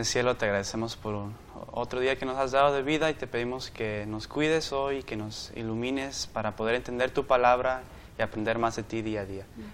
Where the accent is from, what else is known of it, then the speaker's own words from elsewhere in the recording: California, United States; soy de California y estudio medicina